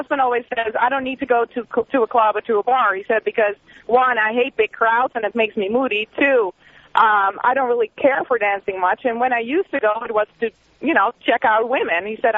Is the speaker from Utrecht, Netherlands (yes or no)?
no; Amsterdam, North Holland, Netherlands; English is a second language; moved away; Yeah, I'm actually from Amsterdam.